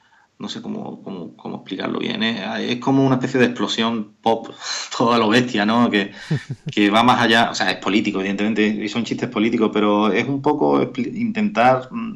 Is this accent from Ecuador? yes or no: no; Algeciras, Andalusia, Spain; Pues yo soy de Algeciras, siempre tiene gracia.